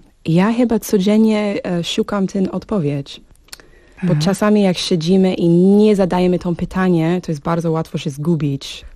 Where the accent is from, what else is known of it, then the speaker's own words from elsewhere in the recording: Arizona, United States; Polish is a second language; also born or lived in Texas; W Teksasie się urodziłam. Mm-hmm. 12 lata mieszkałam i przyprowadziliśmy do Arizony. I drugie połowy mojej dzieciństwa tam spędzałam.